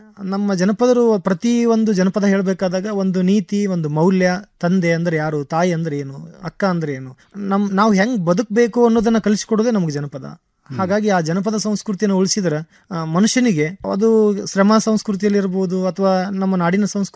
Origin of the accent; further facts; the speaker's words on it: Savadi, Karnataka, India; ಈ ನಮ್ಮೂರು ಮೂಲತಃ ಗದಗ ಜಿಲ್ಲೆ ಇರುವಂತಹ ಅಲ್ಲಿ ಸವಡಿ ಆಗಿರೋದ್ರಿಂದ